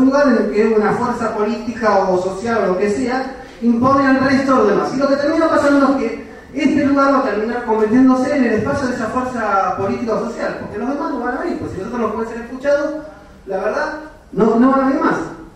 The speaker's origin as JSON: {"language": "Spanish", "region": "Buenos Aires", "country": "Argentina", "said": "vecino del barrio, soy de Buenos Aires para todos."}